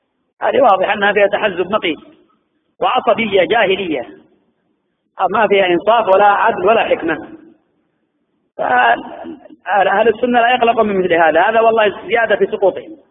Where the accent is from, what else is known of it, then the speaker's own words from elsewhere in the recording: Yemen; وأنا والله أعجب من المشايخ عندنا في اليمن